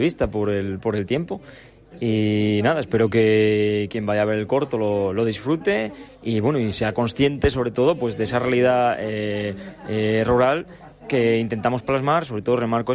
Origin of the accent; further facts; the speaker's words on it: Gijón, Asturias, Spain; porque soy gijonés, la verdad